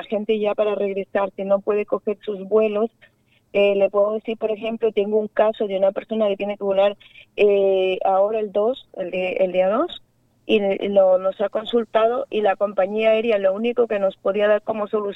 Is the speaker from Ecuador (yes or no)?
yes; Ecuador; los que mantenemos al país somos los ecuatorianos fuera.